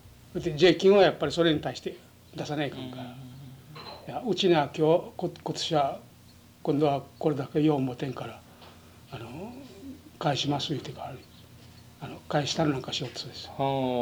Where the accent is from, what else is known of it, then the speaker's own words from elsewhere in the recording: Haebaru, Okinawa, Japan; これは沖縄の島尻郡灰原村。